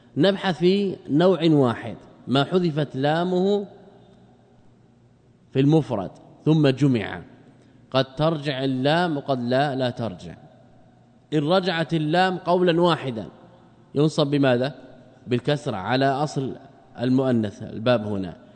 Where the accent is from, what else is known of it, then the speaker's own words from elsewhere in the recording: Morocco; نحن من المغرب ماذا نقول؟